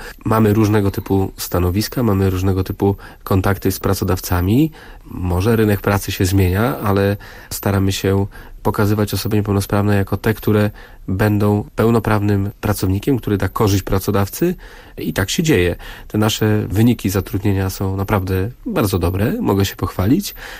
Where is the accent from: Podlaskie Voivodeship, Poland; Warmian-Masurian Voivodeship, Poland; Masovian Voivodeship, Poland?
Masovian Voivodeship, Poland; Ciechanów; Sam jestem z Ciechanowa, z miasta, w którym się urodziłem, skończyłem szkołę